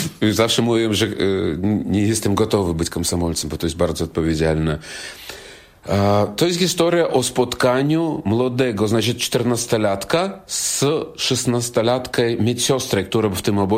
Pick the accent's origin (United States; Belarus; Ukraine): Belarus; Jestem z Białorusi, białoruski artysta